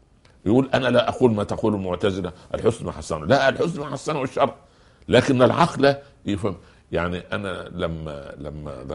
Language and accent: Arabic; Egypt; ما يقولوا عندنا في مصر من جوار السعيد يسعد.